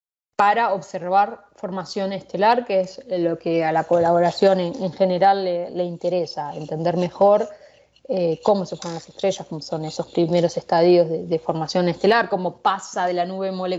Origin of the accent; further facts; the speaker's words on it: Argentina; now in Arizona, United States; En particular, en este grupo de más de 100 personas, soy la única argentina, sí.